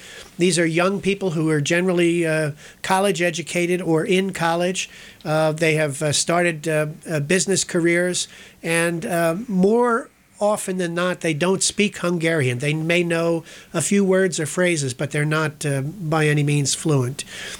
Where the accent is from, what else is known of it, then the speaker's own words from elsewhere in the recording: Ewing Township, New Jersey, United States; I was raised in Ewing Township, New Jersey.